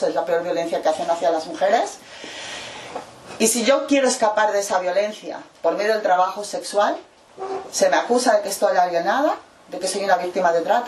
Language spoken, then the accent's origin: Spanish; Mexico; now in Spain; para poder cruzar la frontera europea como mexicana, yo tengo que tener 30.000 euros en el banco